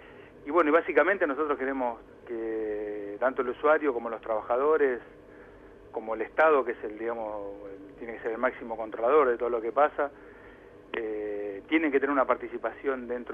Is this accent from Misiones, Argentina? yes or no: no; Castelar, Buenos Aires Province, Argentina; yo soy de acá de Castelar